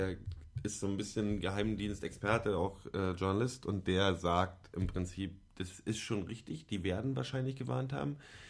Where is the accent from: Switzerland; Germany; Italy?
Germany; East Germany; Ich bin halt in der DDR aufgewachsen